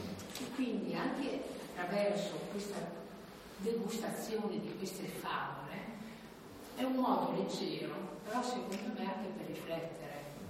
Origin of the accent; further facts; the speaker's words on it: Merano, Trentino-Alto Adige, Italy; io, per esempio, che ho vissuto i primi 30 anni a Merano, da piccola andavo col nonno, con i genitori, con i fratelli in giro